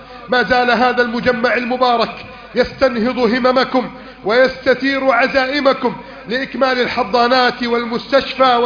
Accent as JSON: {"language": "Arabic", "country": "Egypt", "said": "اللهم هذه بلدنا مصر كانت وما زالت خيرا، كانت وما زالت رائدة قائدة"}